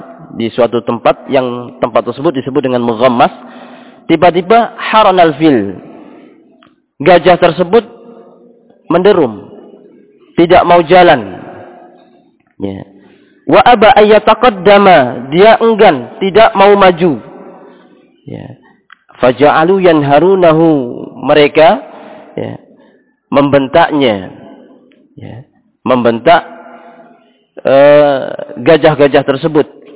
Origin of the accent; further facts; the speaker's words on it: Java, Indonesia; seperti kita orang Jawa ketika di sana pernah ada yang di antara antum melantir